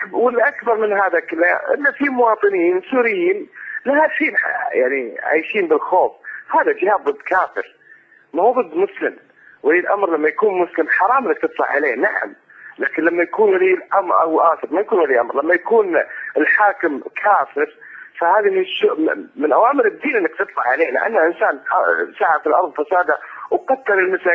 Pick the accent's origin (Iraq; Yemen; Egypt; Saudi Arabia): Saudi Arabia; طال عمرك اتحدث من السعوديه من المملكه العربيه السعوديه.